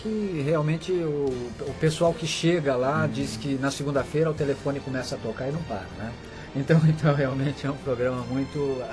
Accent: São Paulo, Brazil; born there; Eu nasci em São Paulo, na Zona Norte, exatamente na Vila Brasilândia, que é a região ali, freguesia do Ó, né?

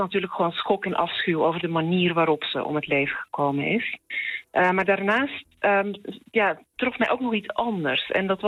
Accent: Belgium; now in Netherlands; Gek genoeg heeft het eigenlijk misschien juist wel te maken met het feit dat ik uit België kom.

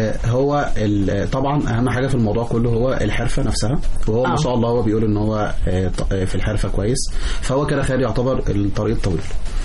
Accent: Mansoura, Dakahlia, Egypt; واعرف انا من المنصورة بشوف منظمات كتير عندنا في المنصورة

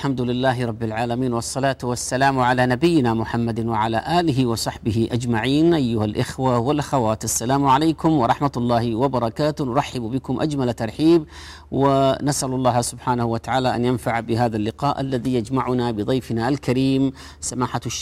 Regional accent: Saudi Arabia; لحفظ الأمن والأمان والإيمان في بلادنا المملكة العربية السعودية، بلاد الحرمين الشريفين

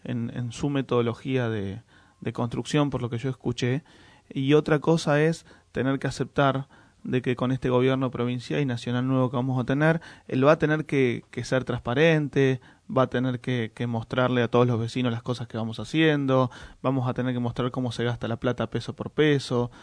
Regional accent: Moreno, Buenos Aires Province, Argentina; Yo soy de Moreno, quiero Moreno, vivo en Moreno, disfruto Moreno

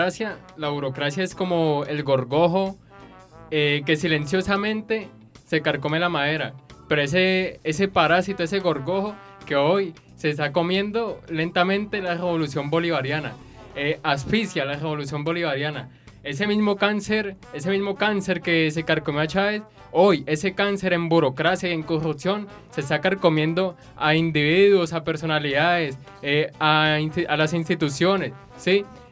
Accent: Colombia; moved away; yo me vine de Colombia a estudiar, ¿sí?

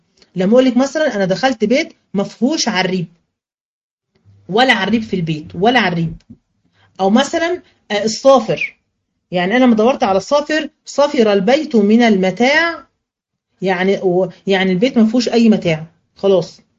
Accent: Egypt; مش دايما نقولها كده عندنا كمصريين؟

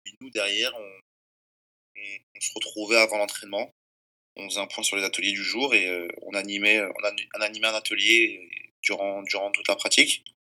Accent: Paris, Île-de-France, France; Donc j'ai grandi sur Paris, dans le 15e arrondissement. J'y ai passé quasiment toute ma vie.

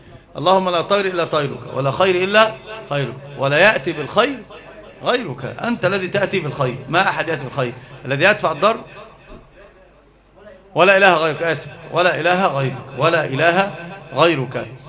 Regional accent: Egypt; وأنت ترى يعني عندنا في مصر

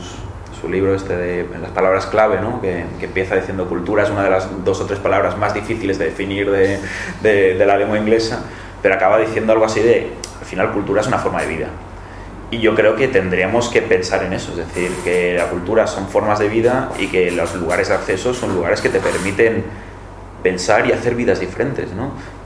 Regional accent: Barcelona, Catalonia, Spain; Yo que vengo de Barcelona, pues tengo una red de bibliotecas estupenda

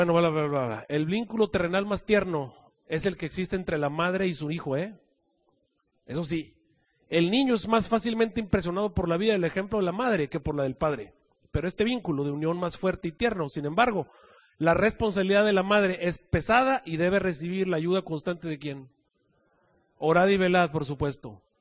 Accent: Mexico; moved away; cuando yo me vine de México

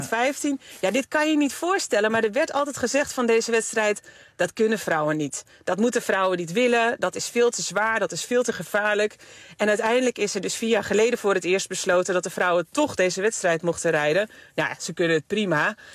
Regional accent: Netherlands; als je daar als Nederlander onderdeel van mag zijn, dat is echt fantastisch.

